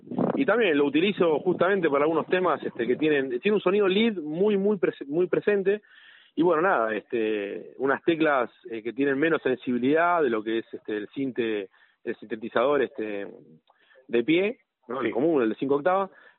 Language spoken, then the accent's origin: Spanish; Villa Ballester, Buenos Aires Province, Argentina; Los dos somos de Villa Ballester, sé que somos dos tecladistas de la misma zona